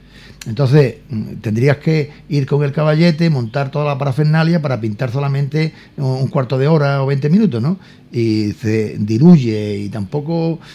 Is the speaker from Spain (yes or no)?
yes; Ubrique, Andalusia, Spain; A mí me encanta pintar mi pueblo.